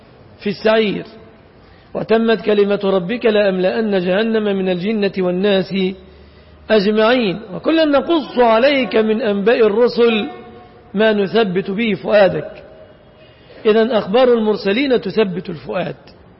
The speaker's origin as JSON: {"language": "Arabic", "country": "Egypt", "said": "وهذا الذي يفعل الآن في بلادنا مصر"}